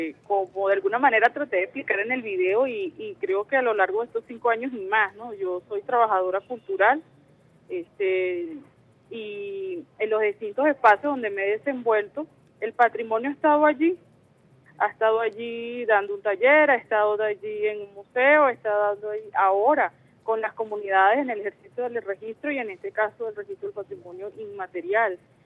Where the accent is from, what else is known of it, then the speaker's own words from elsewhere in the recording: Venezuela; también somos venezolanos y venezolanas, pues que somos parte de ese gran ejército defensor, pues, del patrimonio cultural venezolano.